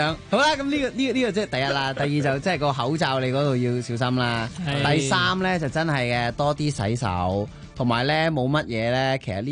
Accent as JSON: {"language": "Cantonese", "country": "Hong Kong", "said": "即系作为香港人，"}